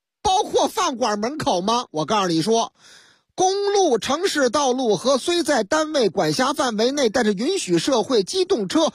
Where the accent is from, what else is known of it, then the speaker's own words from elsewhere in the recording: Shaanxi, China; 哎呀，我们陕西人就好这口啊，喝这个老风酒